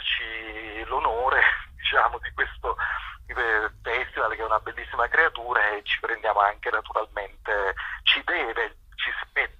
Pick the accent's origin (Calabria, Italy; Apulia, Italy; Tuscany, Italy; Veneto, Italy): Calabria, Italy; con un'esigenza proprio nostra da calabresi